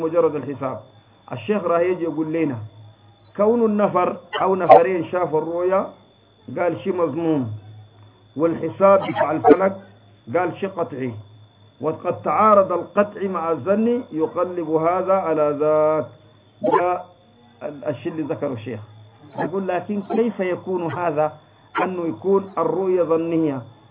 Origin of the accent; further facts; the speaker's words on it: Egypt; قال أنه المجلس بتاع افتهينا عندنا في مصر لم تثبت له رؤية الهلال